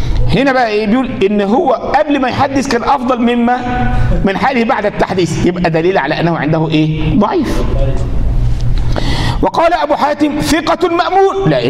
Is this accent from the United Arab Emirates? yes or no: no; Egypt; ما هو الجماعه دي عندنا في مصر